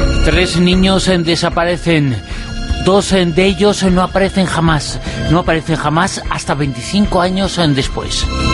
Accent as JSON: {"language": "Spanish", "region": "Galicia", "country": "Spain", "said": "como gallego que soy"}